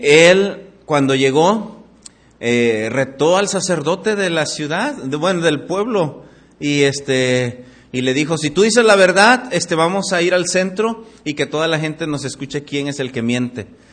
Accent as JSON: {"language": "Spanish", "town": "Tlapa de Comonfort", "region": "Guerrero", "country": "Mexico", "said": "Allá en Guerrero, donde yo soy, Tlapa de Comonfort, sí, ahí donde se matan todos"}